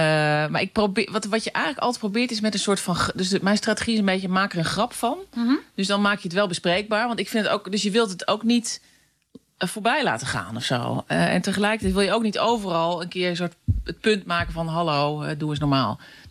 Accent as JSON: {"language": "Dutch", "region": "Utrecht", "country": "Netherlands", "said": "bij ons in Utrecht is altijd de gewoonte dat de jager de taart aansnijdt."}